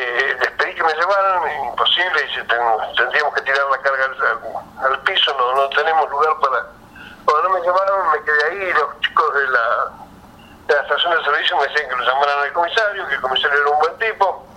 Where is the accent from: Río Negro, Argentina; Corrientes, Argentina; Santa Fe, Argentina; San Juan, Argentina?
Río Negro, Argentina; Cipolletti; Yo soy de Cipolletti, provincia de Renegre